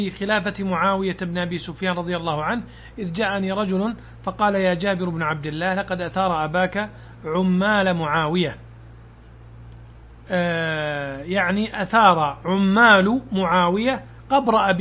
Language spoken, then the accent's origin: Arabic; Najd, Saudi Arabia; جاء سيل عظيم عندنا في نجد